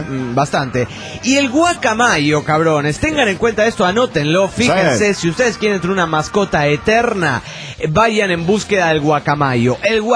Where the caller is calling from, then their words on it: Tucumán, Argentina; de Tucumán.